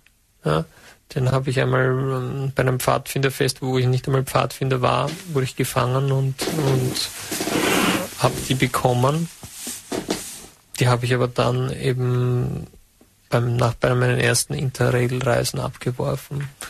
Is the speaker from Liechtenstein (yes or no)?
no; St. Valentin, Lower Austria, Austria; ich persönlich komme aus Valentin, also St. Valentin.